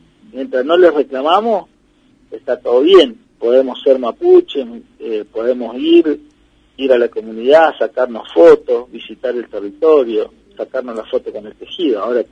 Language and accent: Spanish; Valcheta, Río Negro, Argentina; born there; Yo nací en Balchita.